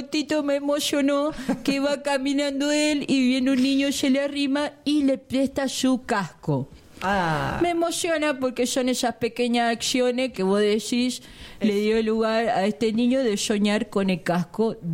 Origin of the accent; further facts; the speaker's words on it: Tucumán, Argentina; Yo soy tucumano